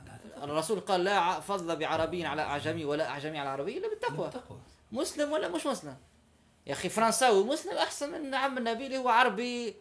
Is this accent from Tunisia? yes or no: yes; Tunisia; نحن عندنا في تونس خاصه